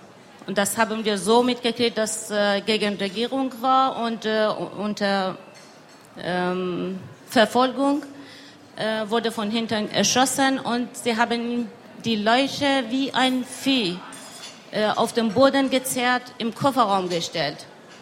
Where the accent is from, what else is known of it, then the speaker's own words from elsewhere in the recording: Tehran, Tehran Province, Iran; now in Germany; Ich komme aus dem Iran, bin seit 22 Jahren hier in Deutschland.